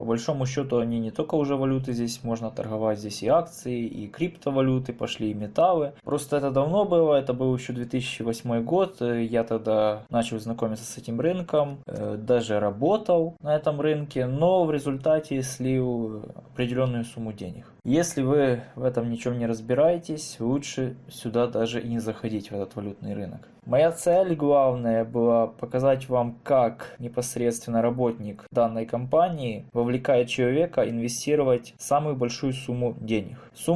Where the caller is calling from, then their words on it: Vinnytsia, Vinnytsia Oblast, Ukraine; я Винница, город, Винницкая область.